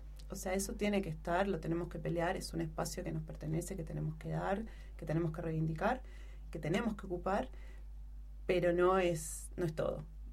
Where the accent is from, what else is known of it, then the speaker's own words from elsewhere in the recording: Uruguay; now in Chile; hasta que no retorné a Uruguay y empecé a transitar como uruguaya en mi tierra, como uruguaya retornada